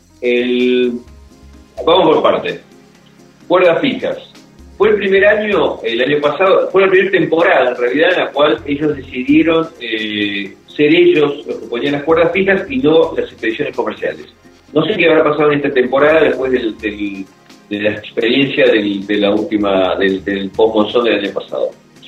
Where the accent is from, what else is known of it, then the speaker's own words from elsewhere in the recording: Argentina; somos argentinos, digamos, si nos ocurren esas cosas, ¿no?